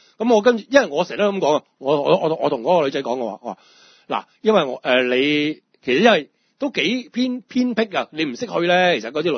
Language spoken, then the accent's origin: Cantonese; Hong Kong; 我香港人我都知。